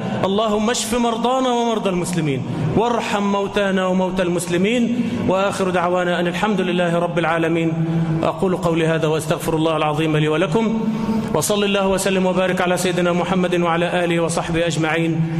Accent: Egypt; اللهم احفظ بلدنا مصر آمنة مطمئنة

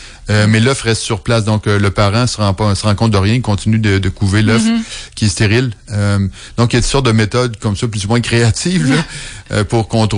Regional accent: Quebec, Canada; moved away as an adult; j'ai quitté l'Amérique du Nord pour mes études au début des années 90. Et puis avant d'avoir quitté, il y en avait encore beaucoup. Mon retour au Québec...

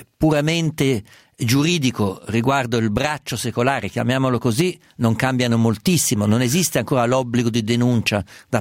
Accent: Umbria, Italy; sono umbro

